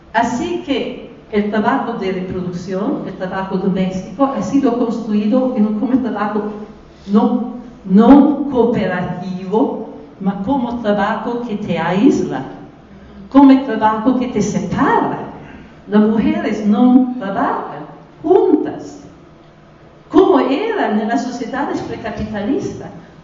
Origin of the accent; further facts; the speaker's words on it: Italy; Spanish is a second language; moved away; cuando crecí niña en Italia, en el periodo inmediatamente de la Segunda Guerra Mundial, nell'area rurale donde yo viví